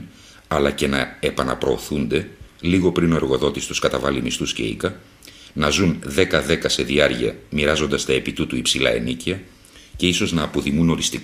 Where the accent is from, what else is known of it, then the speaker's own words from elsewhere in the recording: Attica, Greece; είμαι 100% αρβανίτης και μεγάλωσα στα Μεσόγεια